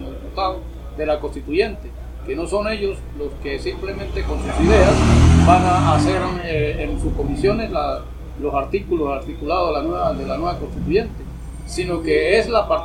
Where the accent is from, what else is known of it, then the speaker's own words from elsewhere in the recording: Venezuela; como ciudadanos, como venezolanos, aportemos algo hacia a esa nueva iniciativa